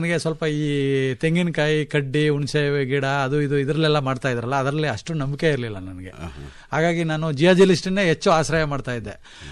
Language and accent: Kannada; Karnataka, India; ಅದು ಗಡಿನಲ್ಲಿದೆ, ಚಾಮರಾಜನಗರ ಜಿಲ್ಲೆಯ ಕೊನೆಯ ಗ್ರಾಮ. ಆದ್ರೂ ಒಂದು ಕಡೆ ಕೇರಳ ಮತ್ತೆ ತಮಿಳುನಾಡಿನ ಗಡಿ ಭಾಗದ ಕಾಡಂಚಿನ ಗ್ರಾಮ. ಅಲ್ಲಿಂದ ಆಚೆಗೆ ಕಾಡೇ ಇರ್ತದೆ. ಆ ಊರಿನಲ್ಲಿ ನಾನು ಹುಟ್ಟಿದ್ದು ಬೆಳೆದಿದ್ದು ಮತ್ತೆ 7ನೇ ತರಗತಿವರೆಗೆ ಅಲ್ಲೇ ಓದಿದ್ದು.